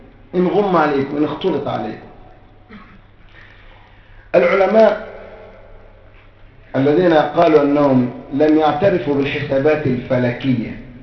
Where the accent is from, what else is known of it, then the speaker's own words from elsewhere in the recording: Egypt; زي دكتور علي جمعه عندنا في مصر مرجعيه للمسلمين في مصر